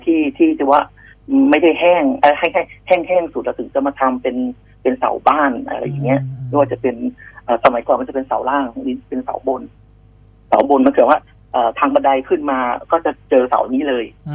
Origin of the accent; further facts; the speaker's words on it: Phitsanulok, Thailand; now in Bangkok, Thailand; ผมเองก็เป็นคนต่างจังหวัดเป็นคนพิษณุโลกครับที่บอกผมนะครับปัจจุบันก็อยู่กรุงเทพก็มาอยู่กรุงเทพประมาณปี2541